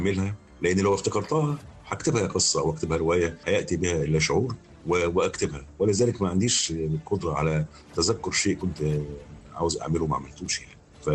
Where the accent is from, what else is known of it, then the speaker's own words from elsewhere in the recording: Alexandria, Alexandria Governorate, Egypt; now in Cairo, Egypt; أنا لما جيت القاهرة هنا ما كنتش طايقها، لان انا اسكندراني مش واخد على الزحمه دي، وانا جيت طبعا القاهره